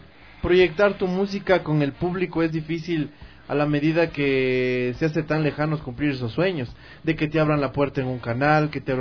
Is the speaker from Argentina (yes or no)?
no; Ecuador; lo principal como ecuatorianos, como profesionales, como comunicadores, como artistas